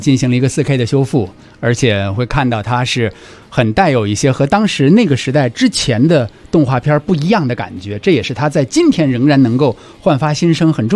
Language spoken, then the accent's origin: Chinese; Beijing, China